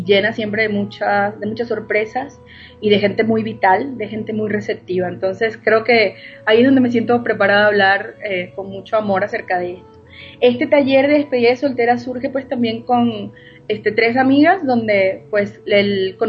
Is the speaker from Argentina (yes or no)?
no; Venezuela; now in Mexico; haciendo honra a las raíces, pues soy venezolana. Tengo aproximadamente unos 10 años radicando acá en México, felizmente.